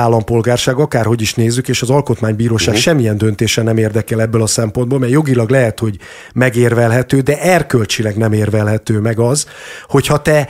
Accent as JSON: {"language": "Hungarian", "country": "Hungary", "said": "mert ha én egyébként magyarországi magyarként kimegyek dolgozni külföldre, már a választás pillanatában hátrányban vagyok"}